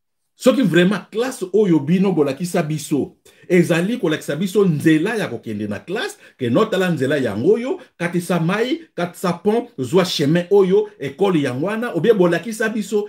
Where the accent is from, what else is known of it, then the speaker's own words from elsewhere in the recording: DR Congo; Moi, je suis Congolais